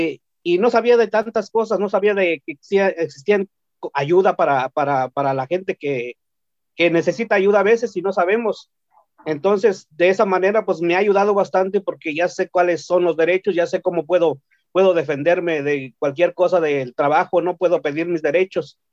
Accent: Oaxaca, Mexico; Spanish is a second language; soy del estado de Oaxaca, para los que no lo sabían. Y pues el español lo aprendí en la escuela, no lo hablo muy perfecto. Lo que hablo un poquito es más de dialecto, pero también se me está olvidando un poquito. Y hablo un poquito también de inglés

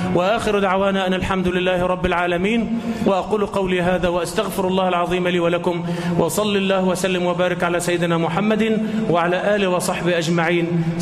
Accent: Egypt; اللهم اجعل بلدنا مصر آمنة مطمئنة

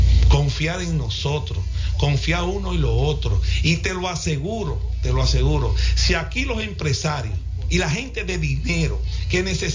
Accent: Santiago, Dominican Republic; lo que sabemos y lo que somos de Santiago y lo que somos de cada pueblo

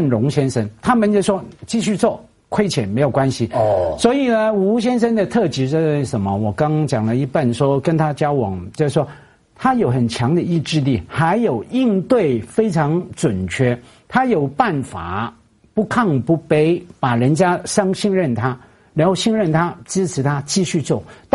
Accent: Hong Kong; 我成长在香港也好多书店啊

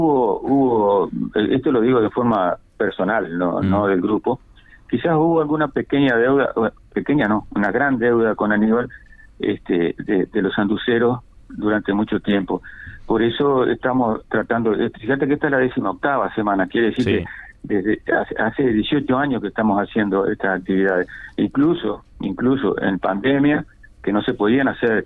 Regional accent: Paysandú, Uruguay; Me crié y viví en Paysandú siempre.

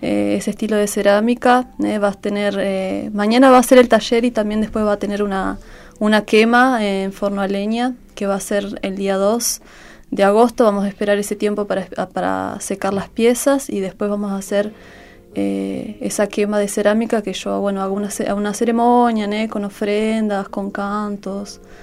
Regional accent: Viedma, Río Negro, Argentina; moved away as an adult; also born or lived in Buenos Aires / La Plata; now in Florianópolis, Brazil; Soy de acá, soy de Viedma, viví hasta los 18. Después, bueno, me fui a vivir a Buenos Aires, a La Plata. Y después, 2015, me fui para Brasil. Y vivo allá, en Florianópolis.

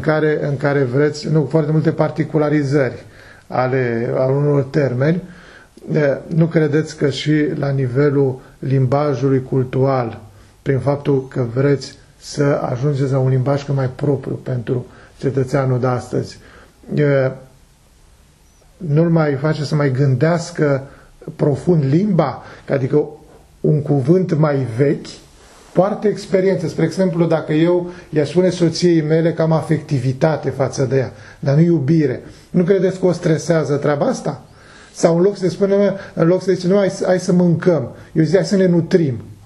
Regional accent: Romania; Cum ați ajuns la limbajul ăsta, pentru mine ca român?

